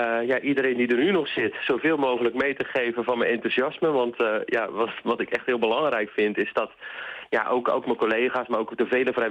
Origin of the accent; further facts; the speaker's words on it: Sliedrecht, South Holland, Netherlands; Ik woon er tegenaan. Mijn hele leven al trouwens. Opgegroeid in Sliedrecht.